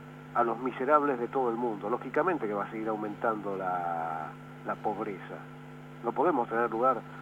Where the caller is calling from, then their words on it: Barracas, Buenos Aires Province, Argentina; de Barracas.